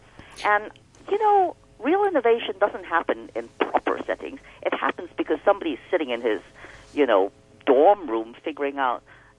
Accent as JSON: {"language": "English", "country": "Hong Kong", "also_born_or_lived": "New York, United States / Cincinnati, United States / New Zealand / Greece", "said": "I'm not afraid of the fact that I came from Hong Kong, but I don't wish Hong Kong to limit me in terms of how I see what I wish to write, because of course my life hasn't been just Hong Kong."}